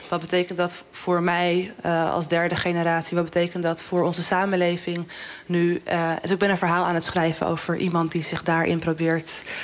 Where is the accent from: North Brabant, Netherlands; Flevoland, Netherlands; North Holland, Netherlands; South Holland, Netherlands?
North Holland, Netherlands; Amsterdam; Want ik ben in Amsterdam-Zuidoost opgegroeid. En dat is heel veel Surinaamse cultuur die je daar vindt.